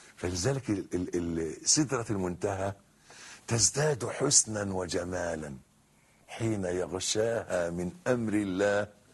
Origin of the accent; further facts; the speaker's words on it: Egypt; شجر النبء ده عندنا في مصر، أنا مش عارف شجر النبء ده في العالم أو شجر السدر ده شكله إيه